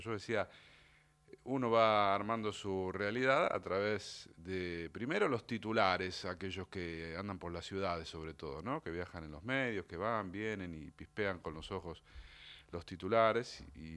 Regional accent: Argentina; uno siente como argentino un poco de orgullo

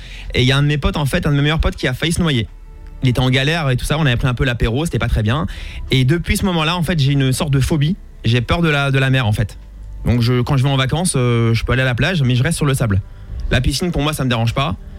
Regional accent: Mulhouse, Grand Est, France; born there; 31 ans et je suis né à Mulhouse.

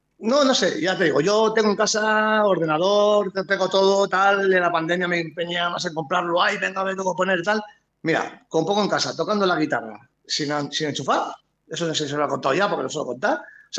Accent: Bilbao, Basque Country, Spain; Estaba lloviendo y tal. Y dice, bueno, hostia, fresquito, estaba bien. Como somos de Bilbao, estaba bien.

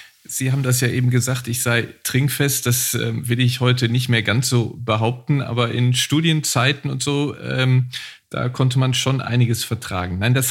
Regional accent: Neuss, North Rhine-Westphalia, Germany; viele meiner besten Freunde kommen daher und ich gehe immer sehr, sehr gerne in meine Heimatstadt Neuss zurück.

